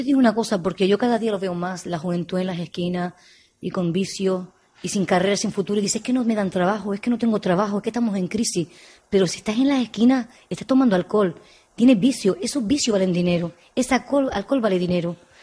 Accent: Canary Islands, Spain; porque yo soy de Gran Canaria. Olé. Y viva los canarios, siempre para arriba.

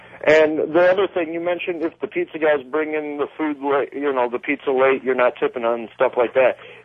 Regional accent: Chicago, Illinois, United States; Yeah, see, when I'm originally from Chicago, so the pizzas, we always go out and we get the right pizza.

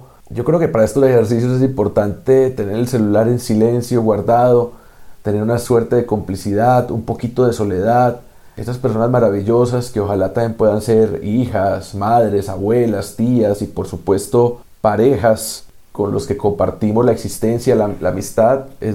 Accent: Colombia; como colombiano, como aspirante santandereano, como antioqueño

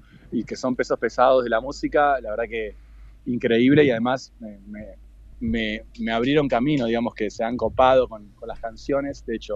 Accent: Argentina; Mirá, yo soy argentino

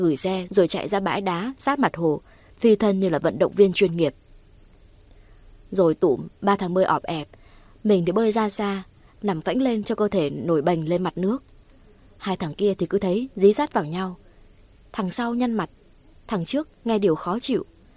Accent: Kim Bảng, Hà Nam, Vietnam; Quê mình thì có thể là các bạn biết rồi đấy, sông núi khá nhiều, đặc biệt là bên Kim Bảng có chùa Ông bên cạnh chùa Bà Đang.

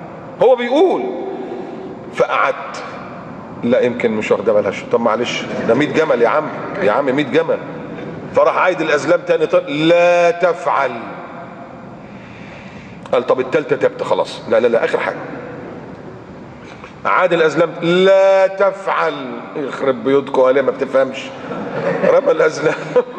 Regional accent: Egypt; وعندنا في مصر الصليبين واخدين اجازة ولا لا؟

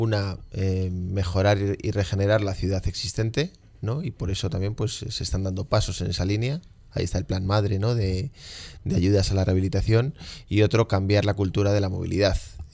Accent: Madrid, Community of Madrid, Spain; Tanto yo como cualquier madrileño o madrileña que quiera utilizar

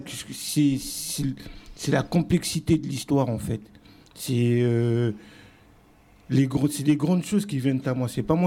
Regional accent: Burkina Faso; also born or lived in Congo / Guinea; Moi, je suis originaire du Burkina Faso, du Congo et de la Guinée. Plusieurs pays, c'est un mélange.

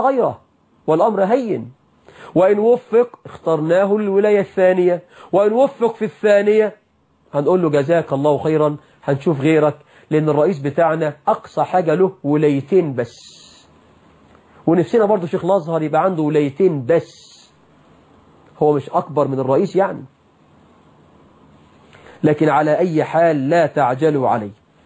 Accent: Egypt; يا راجل عندنا في مصر مناجم ذهب، مناجم ذهب.

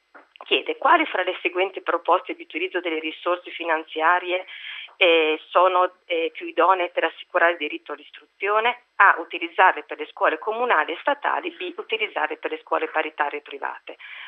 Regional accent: Bologna, Emilia-Romagna, Italy; io sono bolognese.

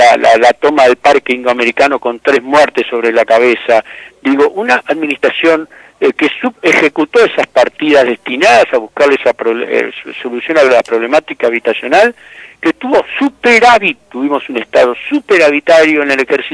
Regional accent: Buenos Aires, Argentina; yo como porteño, como nacido, como parido en Buenos Aires, como padeciendo los problemas de Buenos Aires

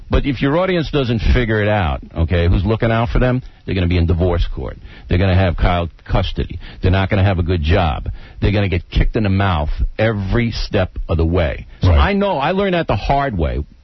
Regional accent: Levittown, New York, United States; Look, I'm from Levittown, you're from Roosevelt.

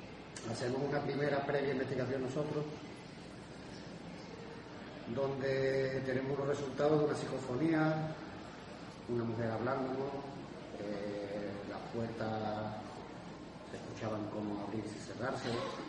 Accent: Seville, Andalusia, Spain; now in Manzanilla, Spain; Yo vivo aquí en Manzanilla, soy de aquí de Sevilla, pero vivo allí.

